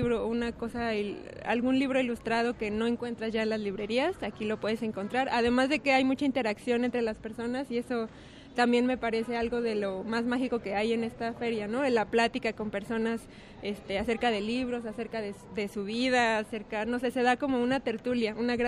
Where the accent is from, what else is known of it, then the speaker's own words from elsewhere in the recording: Puebla, Mexico; porque yo soy de Puebla, siempre la he visitado